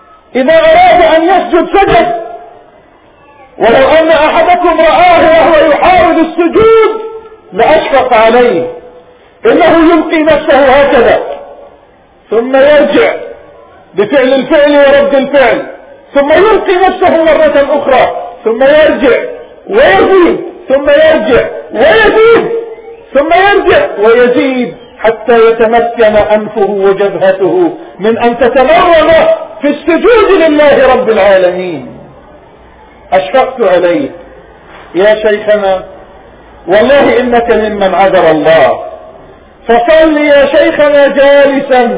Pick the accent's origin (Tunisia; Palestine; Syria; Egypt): Palestine; وأن نتنازل عن بلادنا فلسطين